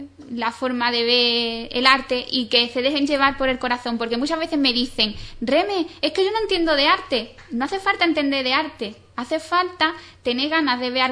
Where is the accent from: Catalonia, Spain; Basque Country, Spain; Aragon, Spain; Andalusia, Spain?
Andalusia, Spain; Ubrique; me he podido embarcar en comprometerme con mi pueblo, en lo que me estaban pidiendo, que expusiera aquí en Ubrique